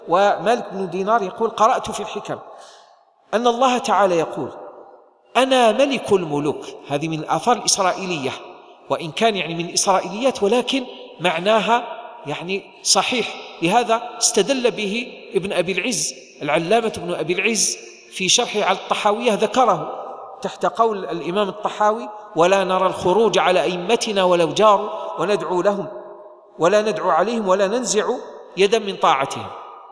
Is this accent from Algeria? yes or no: yes; Algeria; نحن في بلدنا الجزائر نحن الآن نعيش نعمة عظيمة أيها الإخوة